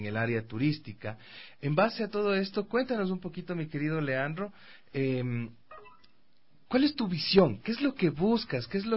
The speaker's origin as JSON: {"language": "Spanish", "town": "Quito", "region": "Pichincha", "country": "Ecuador", "said": "como ciudad, como quiteño, como empresario, como consumidor también de los servicios"}